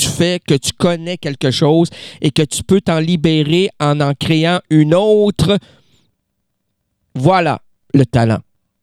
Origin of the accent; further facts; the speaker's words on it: Quebec, Canada; C'est pour ça que chez nous, au Québec, aller dans les Laurentides, là, nos arbres sont sublimes.